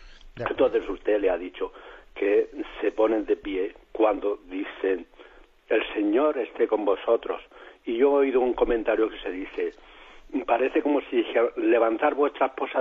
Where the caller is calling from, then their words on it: Murcia, Region of Murcia, Spain; de Murcia